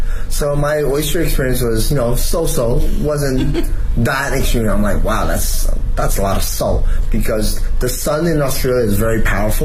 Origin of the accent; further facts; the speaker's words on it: Toronto, Ontario, Canada; I didn't think I was going to like oyster, and I grew up in Toronto.